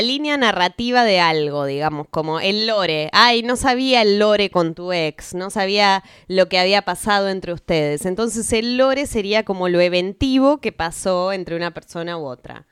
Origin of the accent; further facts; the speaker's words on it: Buenos Aires, Argentina; quienes somos de Capital